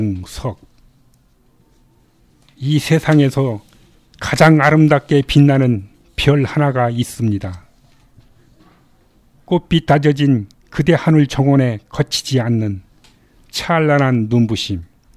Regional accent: South Chungcheong, South Korea; 저의 고향은 충청도 산골마을인데 낮엔 용봉산 밑에서 진달래를 따먹고 친구들과 방죽에서 멱을 감고 놀았으며

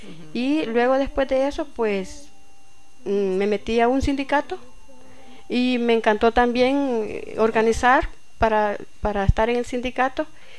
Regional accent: Sensuntepeque, Cabañas, El Salvador; born there; Nací en Sensuntepeque.

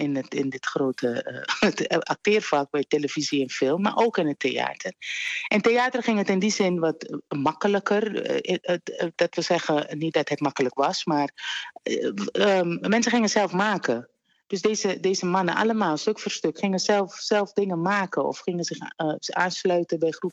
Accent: Suriname; Daar ging ik als kind in Suriname opgroeien.

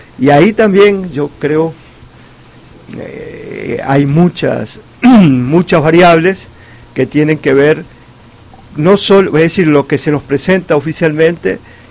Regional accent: Uruguay; Yo vengo de Uruguay.

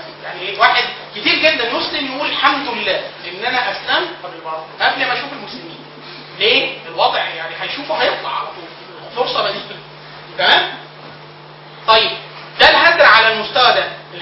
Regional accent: Upper Egypt, Egypt; وطبعا انا من الصعيد اصلا

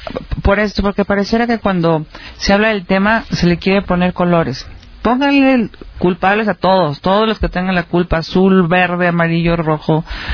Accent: Mexico; estoy como mexicana y estoy como mamá de niños.

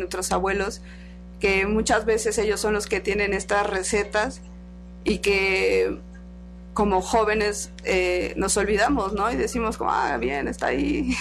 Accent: Mexico; Como mexicanos no debemos de consumir realmente alimentos industrializados

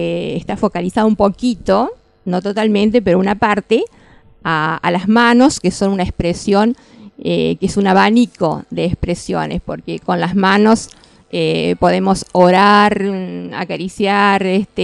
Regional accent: Villa de María del Río Seco, Córdoba, Argentina; tuve la idea de convocar a gente de mi pueblo en el norte de Córdoba, Villa de María del Río Seco

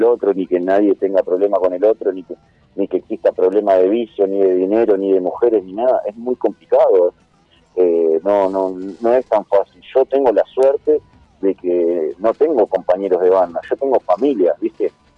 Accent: Escobar, Buenos Aires Province, Argentina; a nosotros que somos de Escobar, de José Paz, es muy loco ir a tocar a San Justo

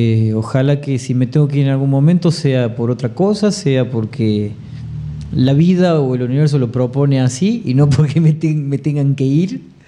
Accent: Córdoba, Argentina; Bueno, nací en la ciudad de Córdoba. Nací en el barrio de San Vicente, el mítico barrio de San Vicente. Ahí viví hasta los 5 años más o menos. Me fui a vivir a Barrio General Paz.

